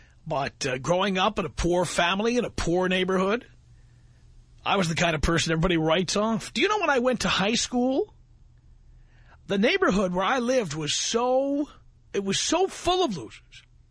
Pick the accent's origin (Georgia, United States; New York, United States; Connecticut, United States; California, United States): California, United States; Hollywood; Coming to you from my hometown of Hollywood, California.